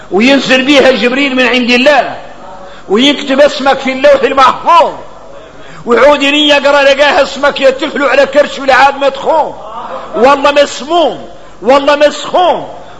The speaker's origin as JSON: {"language": "Arabic", "country": "Mauritania", "said": "احنا نعرف الحديث متفق عليه غنى احنا موريتاني"}